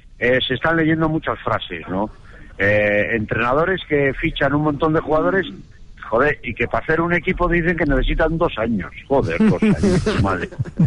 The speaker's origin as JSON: {"language": "Spanish", "country": "Spain", "said": "A los que somos españoles..."}